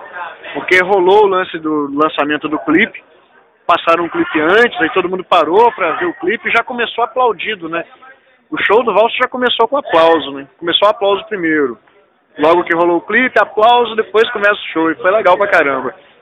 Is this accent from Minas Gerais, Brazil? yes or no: yes; Governador Valadares, Minas Gerais, Brazil; now in Belo Horizonte, Brazil; Desde que eu tô morando aqui, eu não sou daqui, eu sou de Valadares.